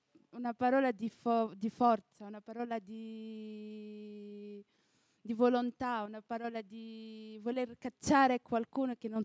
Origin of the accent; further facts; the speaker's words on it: Tunisia; now in Italy; Dalla Tunisia.